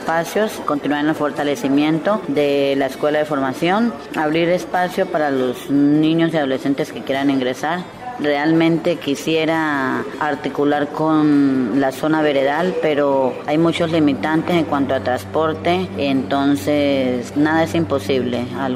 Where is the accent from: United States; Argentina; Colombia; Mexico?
Colombia; Buenaventura, Valle del Cauca; me defendí vendiendo en mi tierra natal, Buenaventura Valle, empanadas, puerta a puerta, arepas simples, lotería, chance, entre otros.